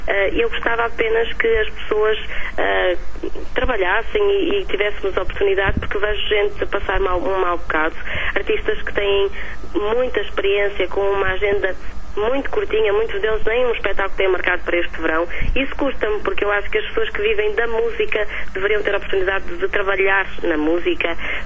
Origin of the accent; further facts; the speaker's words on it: Portugal; E eu sou portuguesa, por isso vou cantar em português.